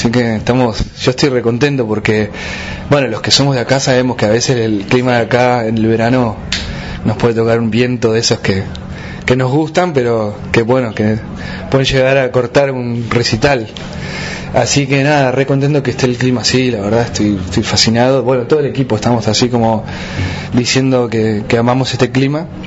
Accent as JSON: {"language": "Spanish", "region": "Patagonia", "country": "Argentina", "said": "Llegar desde este lugar, aparte desde la independencia, la autogestión, siendo patagónico, fue todo como un suceso muy especial."}